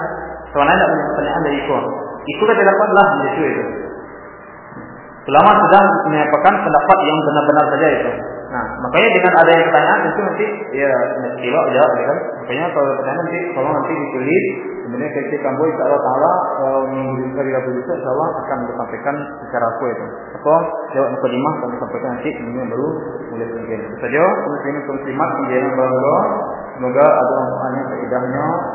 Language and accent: Indonesian; Medan, North Sumatra, Indonesia; Baknya sebab-bab orang-orang di kampung kami di Medan ya.